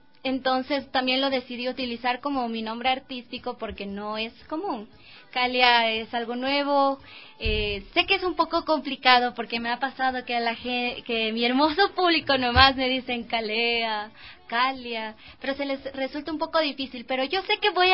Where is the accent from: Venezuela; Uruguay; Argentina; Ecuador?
Ecuador; Quito, Pichincha; Yo soy quiteña, tengo 21 años